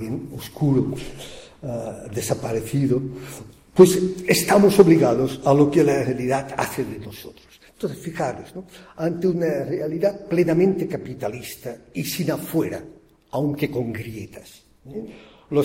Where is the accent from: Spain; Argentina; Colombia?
Spain; Barcelona, Catalonia; Yo vengo de Barcelona.